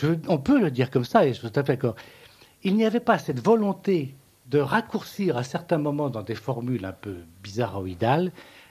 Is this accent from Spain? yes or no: yes; Spain; je suis un Espagnol pur race, c'est-à-dire que je suis un pur bâtard.